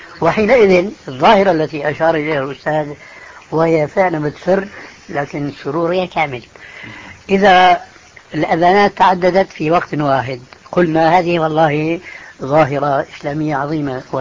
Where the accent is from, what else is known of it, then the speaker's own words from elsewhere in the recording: Syria; كما يقولون عندنا في الشام